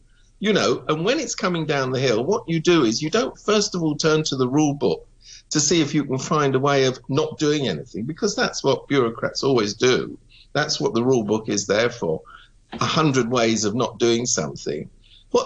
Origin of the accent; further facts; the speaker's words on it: United Kingdom; now in Hong Kong; I have to admit, I come from Britain.